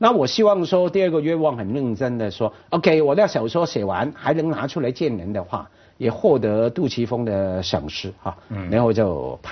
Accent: Wan Chai, Hong Kong; 我在湾仔区长大

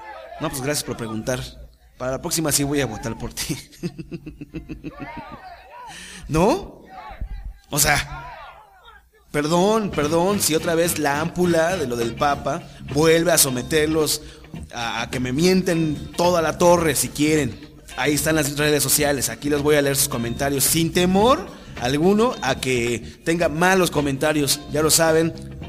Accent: Mexico; soy mexicano, ya no puedo transitar por México

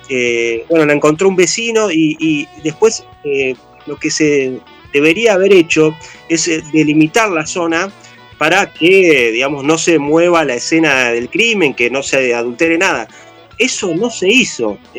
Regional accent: Cipolletti, Río Negro, Argentina; yo soy oriundo de Chipoletti, yo vivía allí todavía.

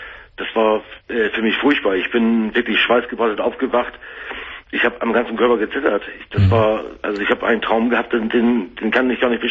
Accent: Hamburg, Germany; Weil das wäre eine Katastrophe hier gewesen in Hamburg. Ich komme aus Hamburg.

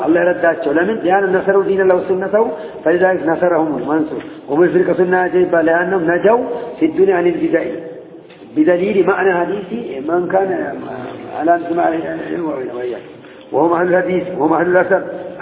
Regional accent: Sudan; إني أنا من السودان

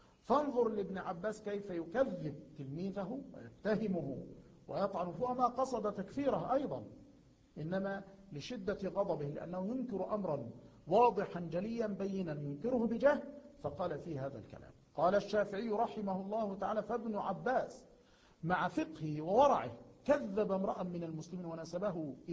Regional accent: Egypt; مثلا عندنا في مصر

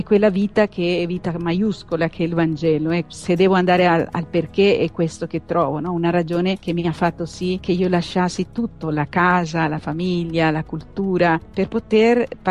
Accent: Costa Rica; now in Padua, Italy; Io vengo da un paese lontano nell'America centrale che si chiama Costa Rica, un piccolo paese.

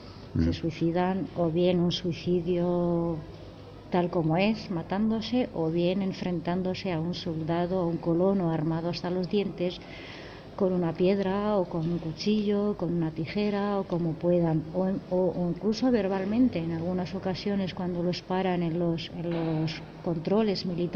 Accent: Gaza, Gaza Strip, Palestine; Yo, que soy de Palestina, nacida en Gaza

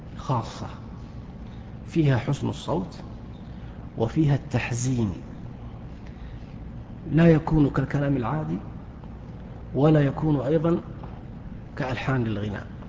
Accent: Saudi Arabia; ما هي موجودة في الكتب التي عندنا في السعودية

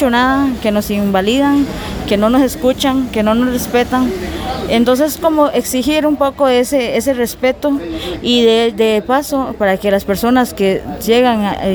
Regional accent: Cabagra, Puntarenas, Costa Rica; yo vengo del territorio de Cabagra.

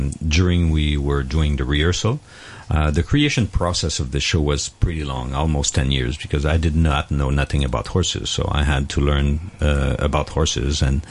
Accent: Canada; We're all from Canada.

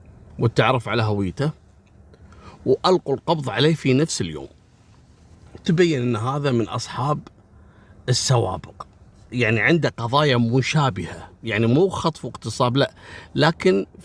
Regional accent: Kuwait

